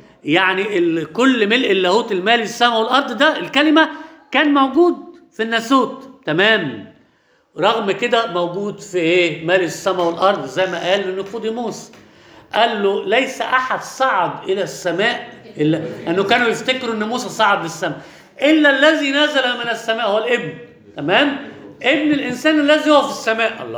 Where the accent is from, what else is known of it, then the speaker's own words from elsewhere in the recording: Alexandria, Alexandria Governorate, Egypt; في شاعر عندنا في اسكندريه